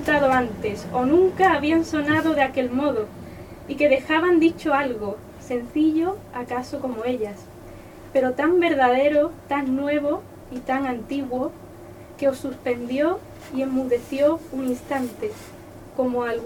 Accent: Cádiz, Andalusia, Spain; yo soy de Cádiz, de donde no se entiende mucho cómo se habla.

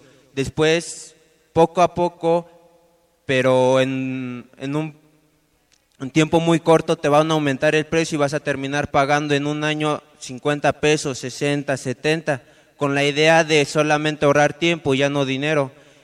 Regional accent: State of Mexico, Mexico; Dije, bueno, soy del Estado de México, conecta al DF, estudio en el DF

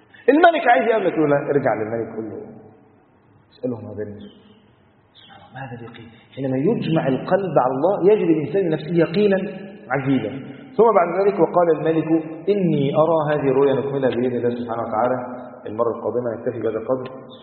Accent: Egypt; وتعرف الروتين اصلا عندنا في مصر، مواطنه في مصر

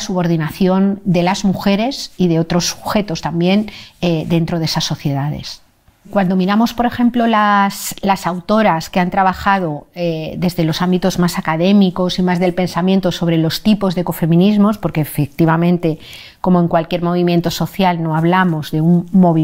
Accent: Madrid, Community of Madrid, Spain; born there; nací en Madrid hace 57 años. Desde hace como 3 años y medio vivo en un pueblecito muy pequeño de Cantabria.

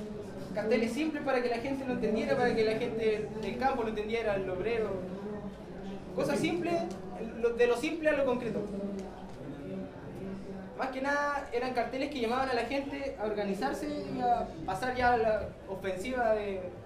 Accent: Concepción, Biobío, Chile; también soy de Concepción

